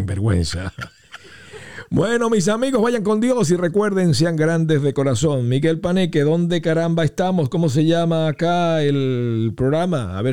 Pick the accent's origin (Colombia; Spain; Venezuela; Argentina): Venezuela; Una cosa que hasta para mí, que soy venezolano, es difícil. Yo soy venezolano y es difícil.